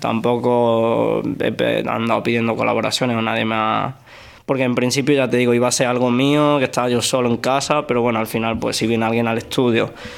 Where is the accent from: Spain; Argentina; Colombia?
Spain; Córdoba, Andalusia; Ok, bueno, yo soy un chaval de Córdoba.